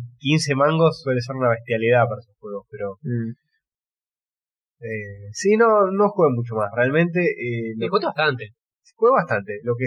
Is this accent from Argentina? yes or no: yes; Argentina; Soy argentino, señor.